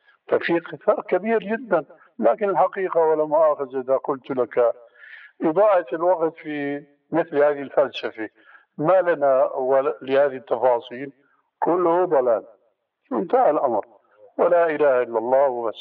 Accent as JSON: {"language": "Arabic", "country": "Syria", "said": "لكن النوبات مستعملة عندنا في سوريا وهي أنسب لهم"}